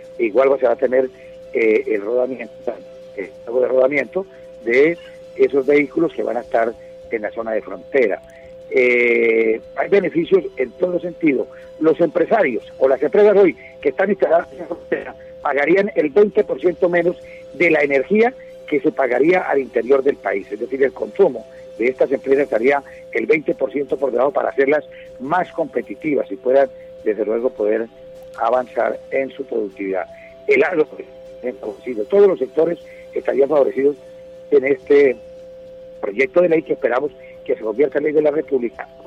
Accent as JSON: {"language": "Spanish", "region": "Norte de Santander", "country": "Colombia", "said": "A ver, yo soy del norte de Santander"}